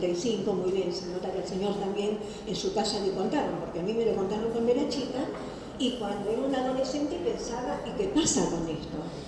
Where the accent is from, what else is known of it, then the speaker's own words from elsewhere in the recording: Buenos Aires, Argentina; nací en Caballito, viví en Caballito y vivo en Caballito. Y provengo de dos familias maternas y paternas de Caballito.